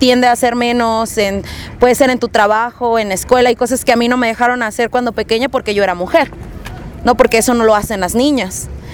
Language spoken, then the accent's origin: Spanish; Monterrey, Nuevo León, Mexico; el proyecto inicia yo creo que desde Monterrey, que es de donde yo soy, ¿no? En el barrio, con los compas